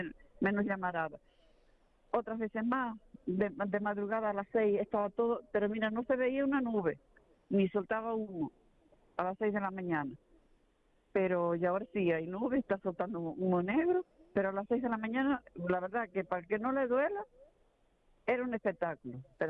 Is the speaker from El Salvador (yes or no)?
no; El Paraíso, Canary Islands, Spain; Sí. Yo soy del Paraíso.